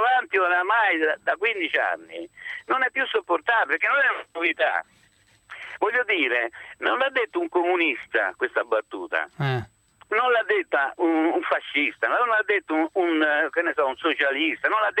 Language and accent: Italian; Naples, Campania, Italy; io come napoletano, come studioso e come cineasta napoletano